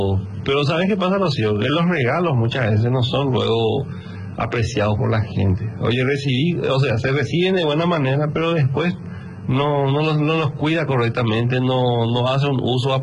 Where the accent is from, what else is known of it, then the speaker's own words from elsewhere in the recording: Paraguay; pero como un paraguayo más, ¿verdad?